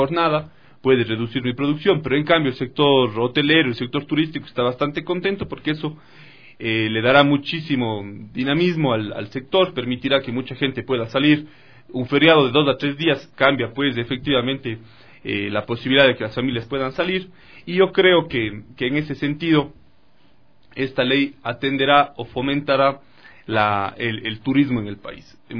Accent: Ecuador; todos estos atributos que nos enorgullecen como ecuatorianos y ecuatorianas

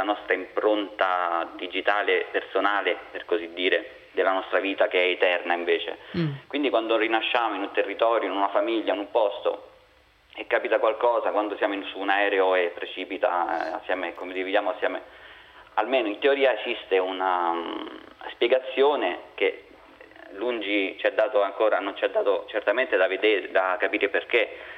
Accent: Rome, Lazio, Italy; now in Lodi, Italy; Anch'io sono di Roma, anche se abito a Lodi. Io sono buddista

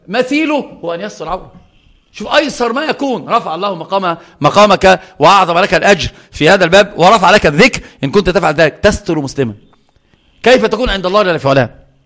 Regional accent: Upper Egypt, Egypt; يعني انا صعيدي اتكلم عن نفسي

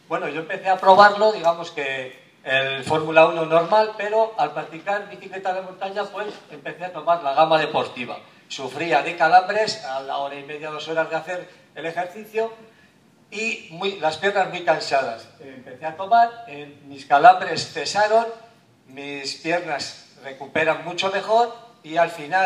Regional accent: Vitoria-Gasteiz, Basque Country, Spain; vengo de Gasteiz y tengo pues casi 55 años.

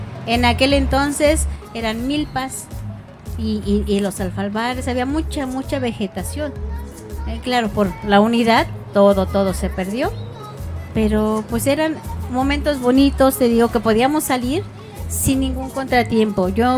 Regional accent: San Francisco Culhuacán, Mexico City, Mexico; also born or lived in Portales; yo no nací aquí directamente. Yo nací en Portales. Me trajeron de muy niña, yo creo que 2-3 años a vivir aquí. Así que prácticamente he vivido toda mi vida aquí. Viví en San Francisco hasta los 18 años, no, 19 años

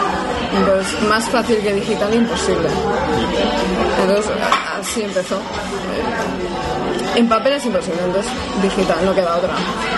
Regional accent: Bilbao, Basque Country, Spain; como soy de Bilbao, pues voy a hacer una revista de literatura

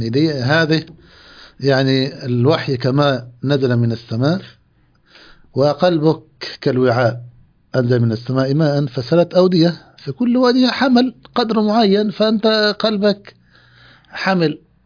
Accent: Egypt; مقاطع موجودة عندنا في مصر

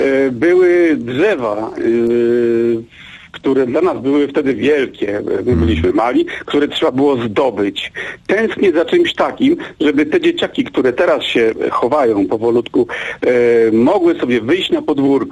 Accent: Łódź, Łódź Voivodeship, Poland; Ja jestem łodzianinem i takie sytuacje były.

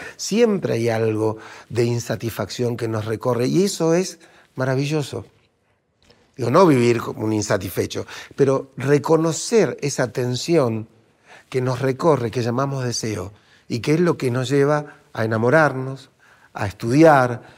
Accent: Argentina; yo porque soy argentino, pues somos muy del café

